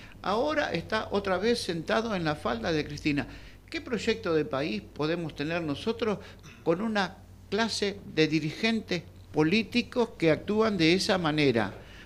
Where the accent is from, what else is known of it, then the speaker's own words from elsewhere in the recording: Argentina; Entonces yo pienso hoy como argentino